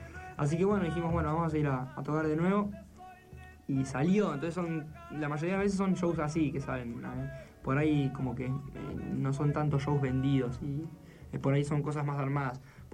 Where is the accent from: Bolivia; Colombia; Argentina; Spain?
Argentina; Bahía Blanca, Buenos Aires Province; born there; Porque yo nací en Bahía, me fui a vivir al sur de muy chico y cuando volví a Bahía me fui a vivir a White.